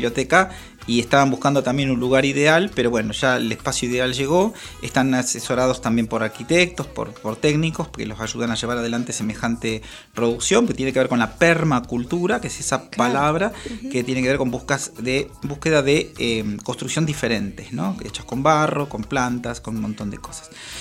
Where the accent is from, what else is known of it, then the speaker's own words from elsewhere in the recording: La Plata, Buenos Aires Province, Argentina; mira, soy platense y conocí a Arana hace poco